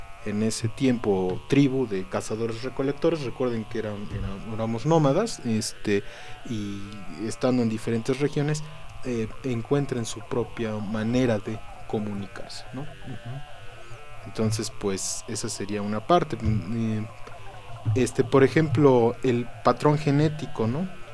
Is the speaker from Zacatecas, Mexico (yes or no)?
no; Puebla, Mexico; incluso a nivel nacional y por regiones tenemos diferentes acentos. O sea, si ahorita nos vamos a Tlaxcala o a Veracruz, luego se dan cuenta de que somos poblanos, ¿no? O de tal zona.